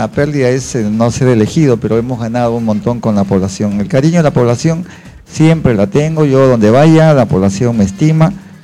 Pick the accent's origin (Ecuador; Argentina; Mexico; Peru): Peru; Bellavista, Callao; Yo nací en Bellavista, yo soy chalaco de nacimiento, siempre he estado en el Callao, he vivido en Ventanilla, claro. He estudiado en el colegio Nuestra Señora de Belén de Ventanilla, de la calle 11.